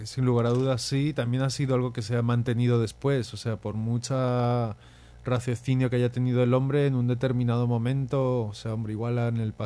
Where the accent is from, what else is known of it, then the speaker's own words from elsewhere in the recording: Spain; yo la verdad, eso, soy español